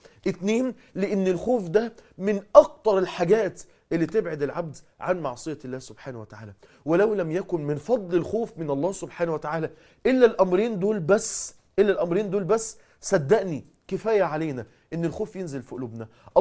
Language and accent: Arabic; Mansoura, Dakahlia, Egypt; حادثة حصلت عندنا في المنصورة